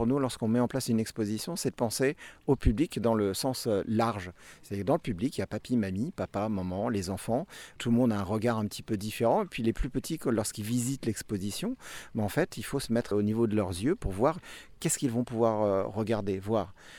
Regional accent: Hauts-de-France, France; Bonjour, alors … je viens de l'Oise.

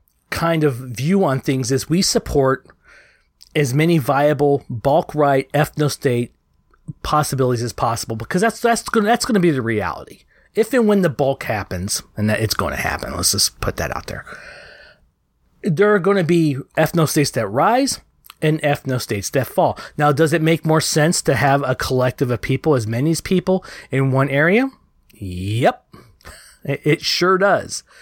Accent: Texas, United States; being a Southerner myself, I was born and raised in Texas

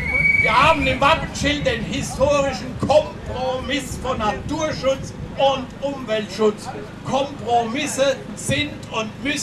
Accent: Rhineland-Palatinate, Germany; schwöre ich als Pfälzer nicht auf Braunkohlestrom auf der Lausitz oder dem Aachener Revier

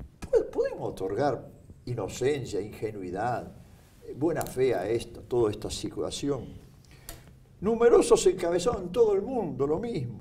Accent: Buenos Aires, Argentina; yo soy porteño, vos sos porteño

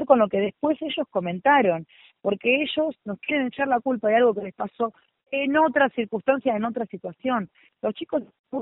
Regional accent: Buenos Aires, Argentina; Yo entiendo muy bien que nosotros no vivimos en Barrio Norte. Somos del Bajo Flores.

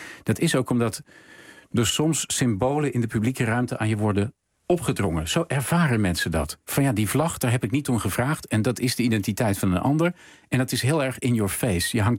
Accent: Spakenburg, Utrecht, Netherlands; Overigens, ik kom oorspronkelijk uit Spakenburg.

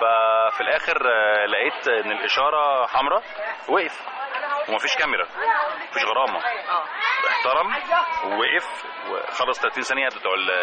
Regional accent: Egypt; او اسهل حاجه عندنا في مصر

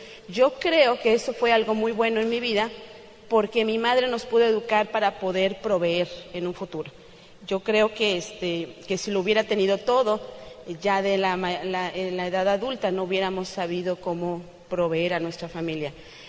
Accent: Celaya, Guanajuato, Mexico; also born or lived in Toluca; yo nací en Toluca, Estado de México, que es 45 minutos de la Ciudad de México, pero me crié en Celaya, Guanajuato. Es otro estado totalmente diferente.

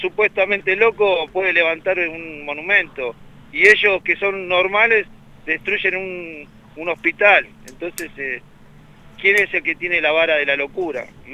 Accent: Banfield, Buenos Aires Province, Argentina; Acá en Banfield, yo soy de Banfield

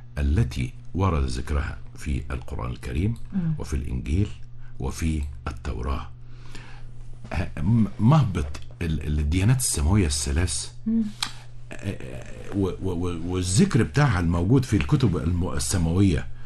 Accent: Egypt; على صدورنا جميعا كمصريين،

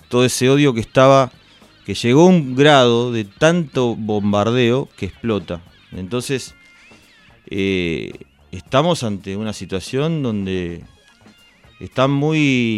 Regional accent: Argentina; los únicos que lo podemos entender somos los argentinos.

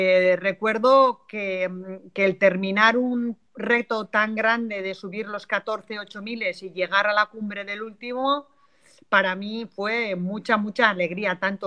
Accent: Basque Country, Spain; aquí yo soy del norte de España, del País Vasco, aquí hay muchísima montaña y mucha tradición para ir a la montaña

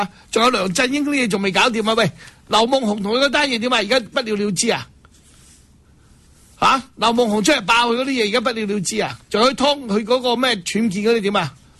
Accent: Hong Kong; 讲嘢啊，你听下佢点解佢可以代表我哋香港人？

